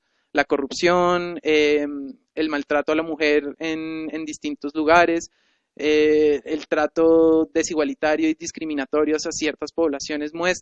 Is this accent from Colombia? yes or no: yes; Colombia; tienen un derecho al cual yo como colombiano no puedo acceder?